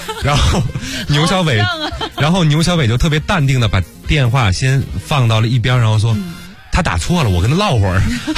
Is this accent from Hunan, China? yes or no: no; Beijing, China; 因为我从小是在北京长大的